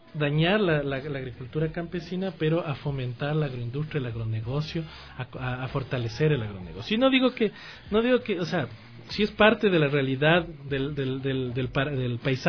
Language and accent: Spanish; Ecuador; sino a nuestras realidades como ecuatorianos